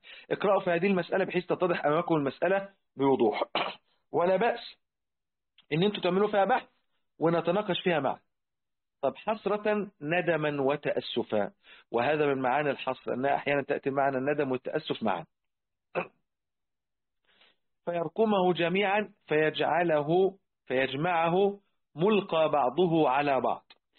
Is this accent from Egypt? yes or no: yes; Egypt; احنا حتى عندنا في مصر الآن